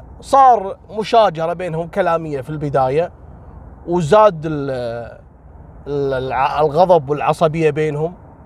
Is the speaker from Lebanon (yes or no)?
no; Kuwait; عندنا في الكويت